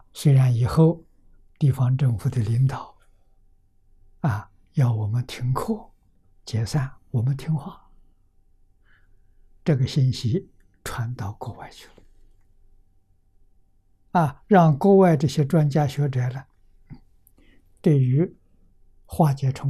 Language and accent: Chinese; Lujiang, Anhui, China; 在我的老家安徽庐江，啊，有个小镇叫汤池小镇